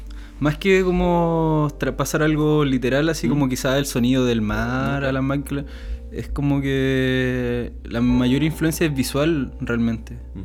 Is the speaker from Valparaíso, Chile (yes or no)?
no; Talcahuano, Biobío, Chile; Siempre vivo en Talcahuano. Vivo en Salina, ahí apegadito al canal, con la vista todo el día al humedal.